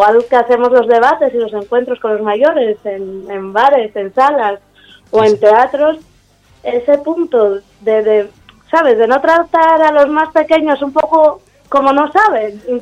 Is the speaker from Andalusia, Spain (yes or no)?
no; Arriondas, Asturias, Spain; Hombre, yo soy de Arriondas